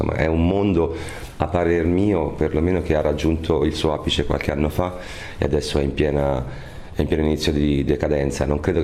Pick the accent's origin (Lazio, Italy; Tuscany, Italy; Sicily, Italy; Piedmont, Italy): Tuscany, Italy; Noi siamo toscani, ci piace molto, insomma, mettere il dito nella piaga